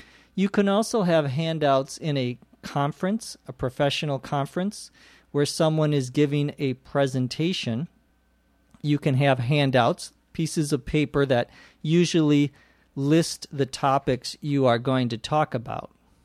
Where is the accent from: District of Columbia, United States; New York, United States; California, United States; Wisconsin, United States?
California, United States; Los Angeles; from Los Angeles, California.